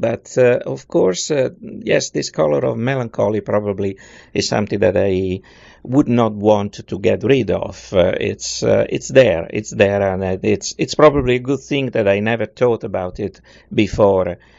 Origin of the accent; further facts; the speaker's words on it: Italy; moved away as an adult; also born or lived in Toronto; now in Houston, United States; I moved away from Italy in 1987, and I came to Houston, Texas, where I still am.